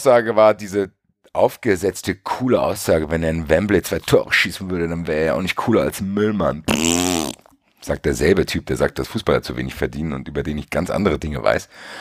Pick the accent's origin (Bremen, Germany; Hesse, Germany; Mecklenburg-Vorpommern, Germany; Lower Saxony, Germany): Hesse, Germany; Frankfurt; Soll ich als Frankfurter dem dankbar sein, dass er in der Rhein-Neckar-Region irgendwelche Sachen investiert hat oder was?